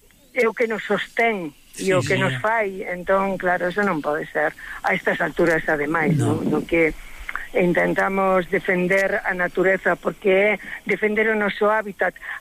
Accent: Pontedeume, Galicia, Spain; presentamos onte en Pontedeume, que é a miña vila natal, non?

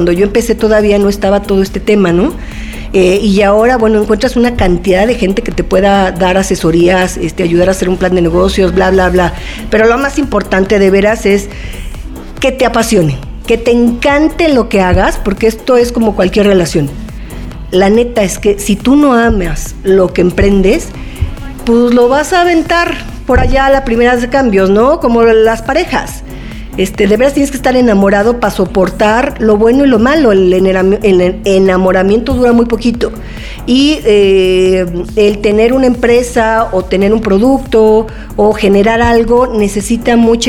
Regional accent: Mexico; Yo soy mexicana

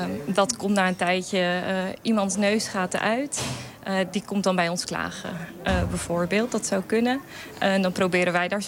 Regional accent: Ter Apel, Groningen, Netherlands; Oorspronkelijk kom ik uit Ter Apel. De hoofdstad van het COA, kun je wel zeggen. Van de asielketen.

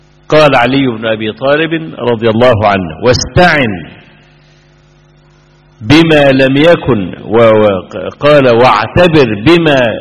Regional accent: Egypt; صحفي كبير كان عندنا في مصر كتب مقالة

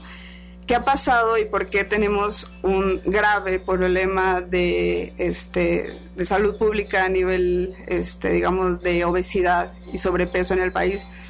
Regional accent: Mexico; Como mexicanos no debemos de consumir realmente alimentos industrializados

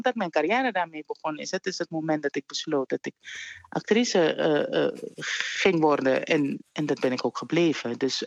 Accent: Suriname; Daar ging ik als kind in Suriname opgroeien.

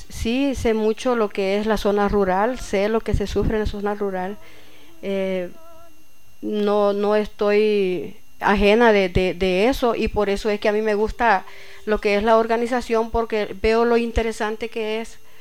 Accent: Sensuntepeque, Cabañas, El Salvador; born there; Nací en Sensuntepeque.

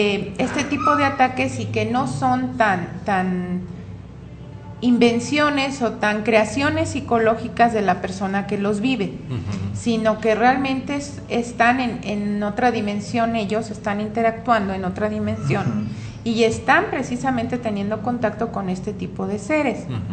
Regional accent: Mexico; y además somos mexicanos y tenemos que apoyarnos y vernos entre nosotros

